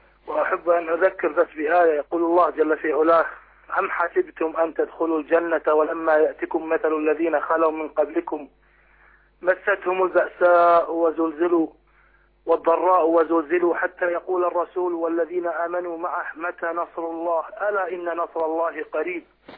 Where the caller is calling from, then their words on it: Kuwait; ونحن من الكويت